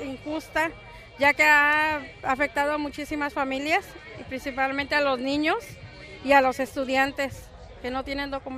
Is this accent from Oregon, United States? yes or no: no; Phoenix, Arizona, United States; soy de Phoenix, Arizona, y estoy como voluntaria de Promesa Arizona